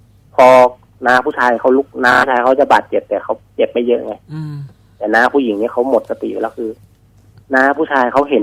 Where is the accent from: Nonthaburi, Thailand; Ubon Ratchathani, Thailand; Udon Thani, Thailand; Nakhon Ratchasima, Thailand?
Udon Thani, Thailand; บ้านเกิดเลยครับ